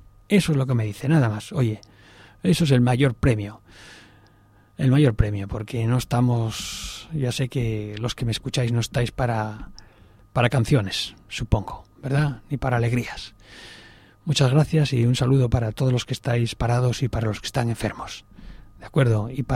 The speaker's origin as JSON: {"language": "Spanish", "country": "Spain", "said": "Ahora somos los españoles catedráticos en saber vivir, ¿eh?"}